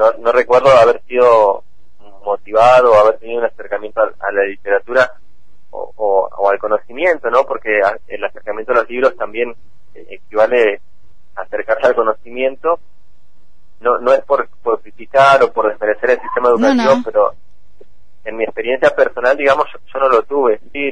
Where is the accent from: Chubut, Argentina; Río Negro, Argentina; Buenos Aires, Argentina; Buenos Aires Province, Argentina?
Chubut, Argentina; Cushamen; Hace 3 años que yo vuelvo a mi pueblo, a Cusamen